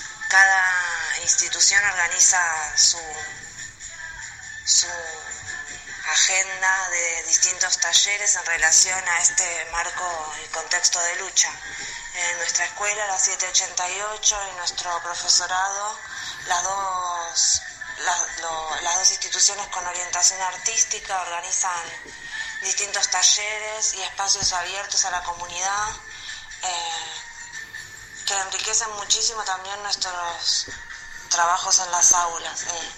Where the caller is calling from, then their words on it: Lago Puelo, Chubut, Argentina; las escuelas acá, por lo menos en Lago Puelo, no están en silencio, no están vacías.